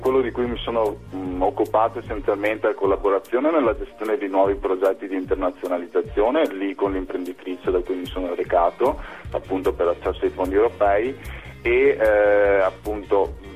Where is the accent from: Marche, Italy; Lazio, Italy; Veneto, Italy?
Veneto, Italy; Padua; born there; ho 32 anni, sono nato a Padova, sono laureato in giurisprudenza